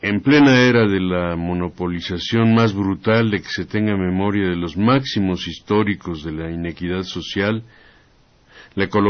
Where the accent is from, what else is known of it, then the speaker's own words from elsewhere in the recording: Santa Úrsula, Mexico City, Mexico; mi pueblo, que se llama Santa Úrsula, pueblo de Santa Úrsula, ahí por el Estadio Azteca.